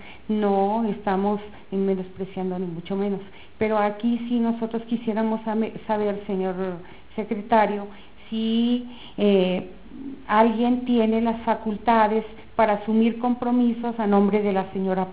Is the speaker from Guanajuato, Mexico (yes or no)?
yes; Guanajuato, Mexico; vengo de Guanajuato